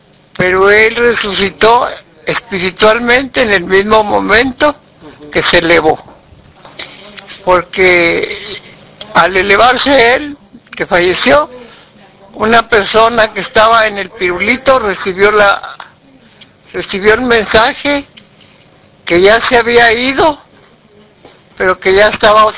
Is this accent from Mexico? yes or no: yes; Nuevo León, Mexico; Es mundial y somos de Nuevo León, pues debemos de sentirnos orgullosos.